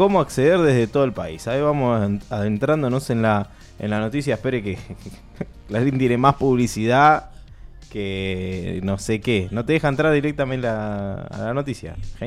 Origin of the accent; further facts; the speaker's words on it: Banfield, Buenos Aires Province, Argentina; Yo soy de Banfield, nacido en Banfield, hincha de Banfield